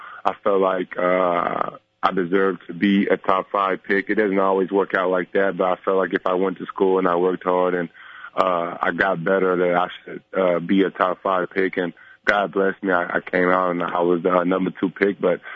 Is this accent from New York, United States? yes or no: no; Dallas, Texas, United States; I like playing against Dallas because I'm from Dallas.